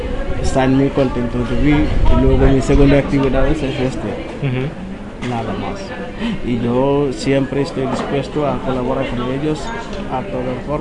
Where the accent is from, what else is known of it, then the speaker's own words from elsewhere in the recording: Senegal; now in Spain; Sí, soy de Senegal.